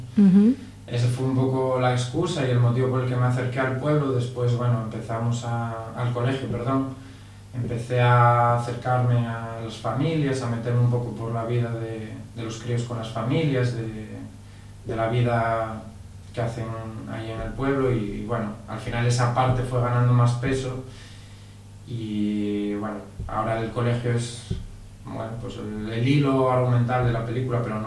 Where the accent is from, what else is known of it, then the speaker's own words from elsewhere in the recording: Pola de Siero, Asturias, Spain; grabada en muy pocos días en Pola de Sierra, que es de donde yo soy.